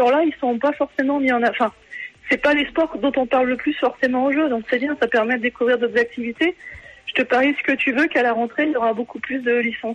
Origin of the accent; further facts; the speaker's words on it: Centre-Val de Loire, France; j'adore la Sologne parce que je suis originaire de Sologne